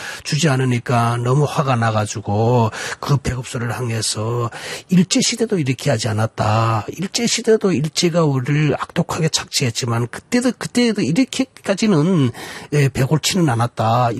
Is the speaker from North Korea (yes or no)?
yes; North Korea; now in South Korea; 우리가 북한에서 왔습니다만은 이 대한민국에서 우리가 지금 살고 있는 대한민국 국민이